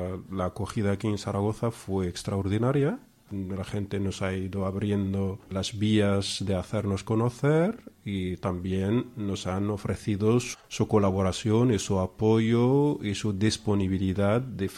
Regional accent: Beni Mellal, Béni Mellal-Khénifra, Morocco; now in Spain; Yo vivía en Marruecos, en una ciudad que está entre Fez y Marrakech, que se llama Benimalal. Es una ciudad montañosa, una ciudad muy bonita, y es una ciudad tipo Córdoba.

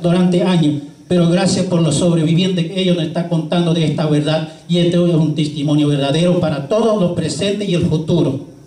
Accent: Argentina; nos podemos avergonzar de decimos que somos argentinos. Somos argentinos porque no somos extranjeros

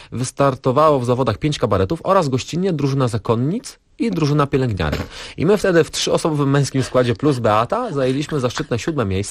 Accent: Rybnik, Silesian Voivodeship, Poland; bo my jesteśmy z Rybnika, a tam mamy olbrzymi, cudowny Zalew Rybnicki

